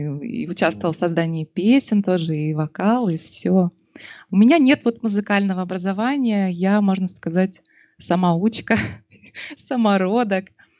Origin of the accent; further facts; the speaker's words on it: Novosibirsk, Novosibirsk Oblast, Russia; живем под Новосибирском в Академгородке. Саша здесь родился и вырос. Я переехала из Новосибирска сюда в 14 лет.